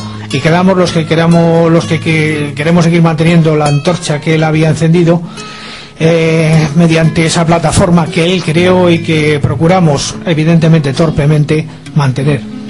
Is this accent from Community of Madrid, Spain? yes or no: yes; El Escorial, Community of Madrid, Spain; en el Monte Abantos, en el Escorial, que es donde yo nací. Y en ese pino, en ese pinar, yo me crié